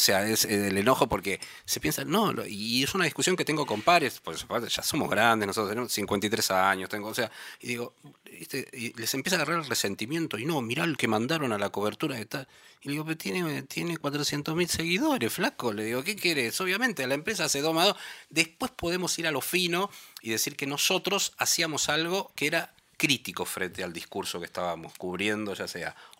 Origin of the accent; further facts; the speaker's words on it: Argentina; yo soy periodista argentina